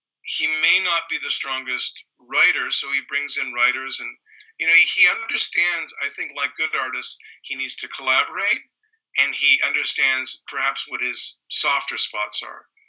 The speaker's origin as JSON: {"language": "English", "country": "Canada", "tie": "born or raised there", "said": "when I was in growing up in Canada"}